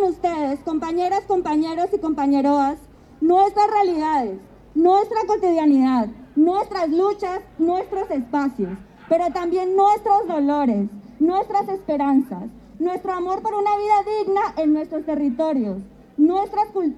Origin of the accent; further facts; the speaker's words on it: Colombia; Como decimos en mi tierra Colombia, aprender caminando, fortalecer puentes y, en definitiva, tejer sueños en esta tierra insumisa.